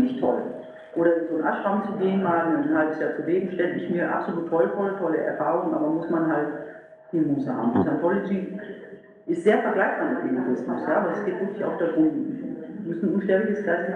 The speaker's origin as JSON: {"language": "German", "town": "Meerbusch", "region": "North Rhine-Westphalia", "country": "Germany", "said": "Weil ich komme aus Meerbusch, das ist eine ganz kleine Ecke."}